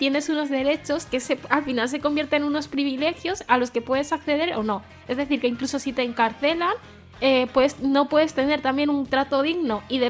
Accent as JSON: {"language": "Spanish", "country": "Spain", "tie": "born there", "said": "gente como yo, que hemos nacido aquí, no somos españoles, para empezar"}